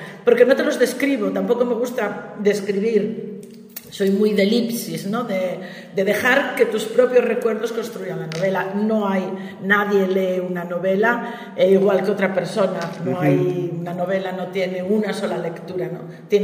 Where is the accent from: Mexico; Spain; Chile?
Spain; Gijón, Asturias; para los que somos de Gijón